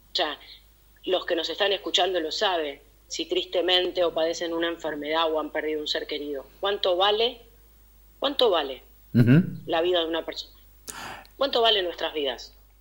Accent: Pergamino, Buenos Aires Province, Argentina; Soy de Pergamino, mirá, nací de criada en Pergamino

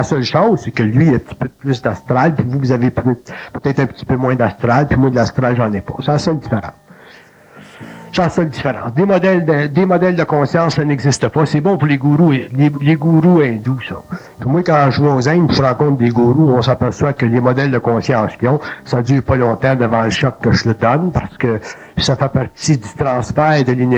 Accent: Quebec, Canada; born there; c'est pour ça que je suis né au Québec d'ailleurs

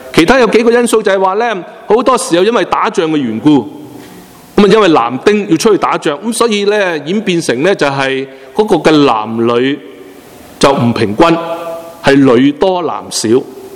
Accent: China; 好像我们中国人一哭二闹三上吊，通常是三样吓人的，不是真的。

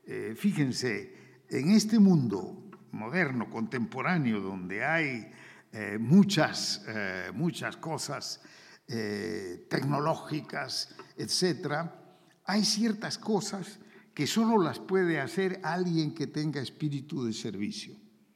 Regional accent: Peru; Yo en el Perú, en mi tierra, hay en la selva como unas 30 comunidades que tienen lenguas

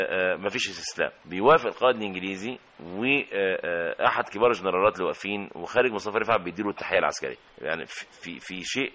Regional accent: Kafr El Sharaf El Ibli, Qalyubia, Egypt; also born or lived in Ismailia; فذهبنا الى قريتنا، قريه صغيره اسمها كفر الشرف الابلي في مركز شبين القناطر في القلوبيه

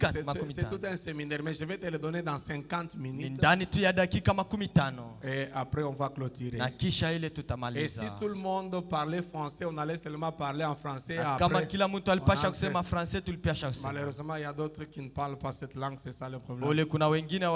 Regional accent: Tanzania; Même chez nous en Tanzanie, c'est comme ça.

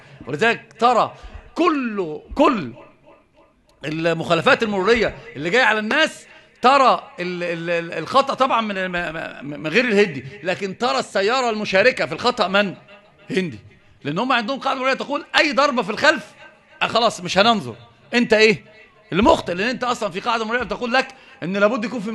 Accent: Egypt; أنت مصري؟ اه نعم.

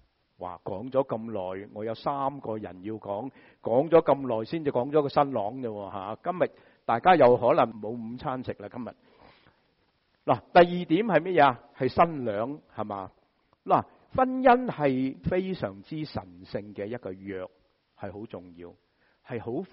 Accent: United States; 我哋美国人点样啊？

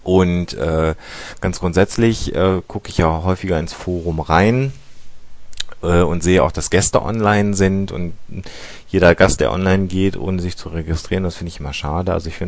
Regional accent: Münster, North Rhine-Westphalia, Germany; Kurze Sache, wir kommen aus Münster

